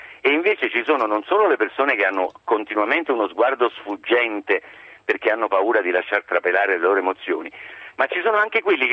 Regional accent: Naples, Campania, Italy; Io sono napoletano come Salvatore

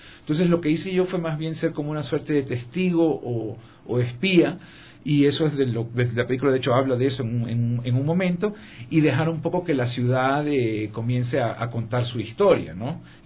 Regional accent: Portoviejo, Manabí, Ecuador; a raíz del terremoto, pues yo soy de Puerto Viejo y tenía que quería ir a ver cómo estaba la ciudad

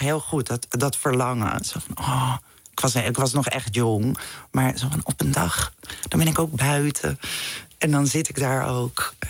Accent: Amsterdam, North Holland, Netherlands; Ik ben geboren in de Jordaan in Amsterdam. Maar toen zijn we naar Zuid verhuisd, naar de Johannes Verhulstraat.

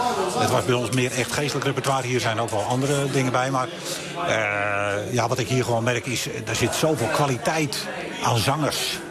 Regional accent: Lelystad, Flevoland, Netherlands; Nee, ik kom uit Lelystad.

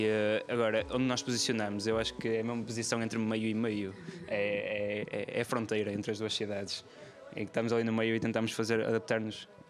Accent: Barcelos, Braga, Portugal; eu vim de Barcelos, ele de Braga. Eu tenho já uma, não quero dizer uma escola, mas há muita música lá em Barcelos

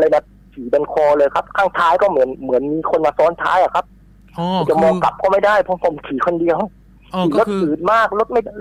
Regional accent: Phuket, Thailand; ผมเป็นคนภูเก็ต

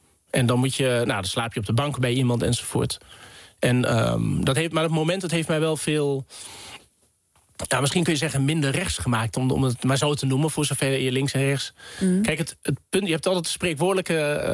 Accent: Vaassen, Gelderland, Netherlands; ik kom uit Vaassen, dus een dorp in de gemeente Epe. Midden in stikstofgebied op dit moment.

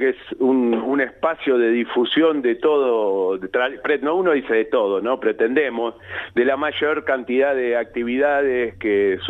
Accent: Buenos Aires, Argentina; Yo nací en Capital Federal, en el barrio, en realidad, en Barrio Norte, porque era el sanatorio Agote, pero sí, mi familia vivía y todavía vive una parte en Villa Urquiza.

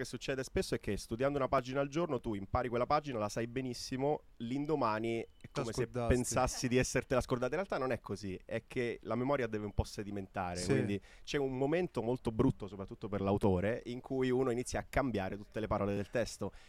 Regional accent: Messina, Sicily, Italy; nonostante siamo entrambi di Messina, nati e cresciuti qua

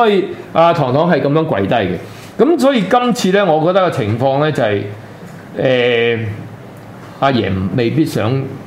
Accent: Hong Kong; 即係我哋當然我哋好幼稚嘅，即係我講我哋香港人嘅。

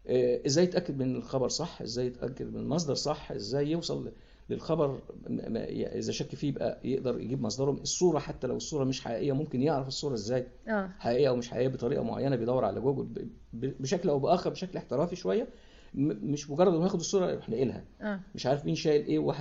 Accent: Egypt; وفي اللي حصل عندنا في مصر

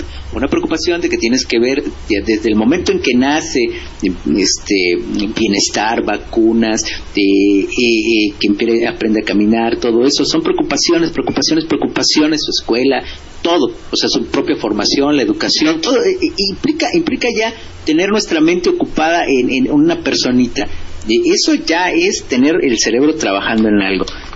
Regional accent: Mexico; Yo como mexicano, pues nací, soy hijo de la crisis.

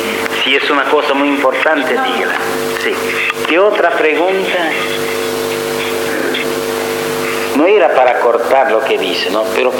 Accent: Italy; Spanish is a second language; moved away; Y el que yo estudié de niño en Italia añadía una palabra

